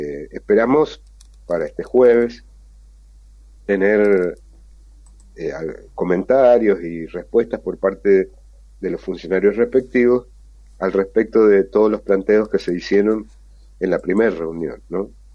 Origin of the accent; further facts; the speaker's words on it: Mendoza, Argentina; como mendocinos y como habitantes de este suelo nos interesan